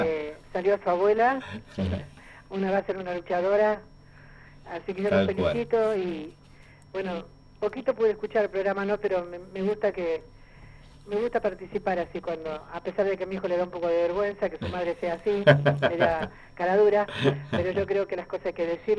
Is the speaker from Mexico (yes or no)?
no; Chaco, Argentina; born there; no, yo nací en el Chaco.